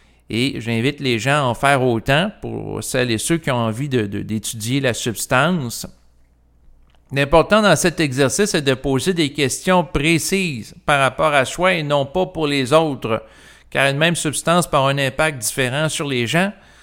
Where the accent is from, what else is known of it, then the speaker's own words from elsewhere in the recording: Canada; je suis un Canadien, je vis au Québec, qui est une province du Canada